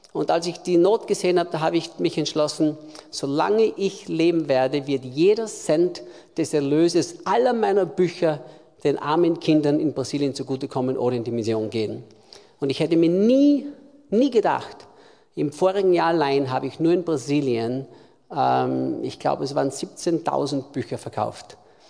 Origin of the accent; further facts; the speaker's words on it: Austria; ich bin Österreicher, bin in Österreich geboren vor fast 60 Jahren, bin im Hause eines Pfingstpastors aufgewachsen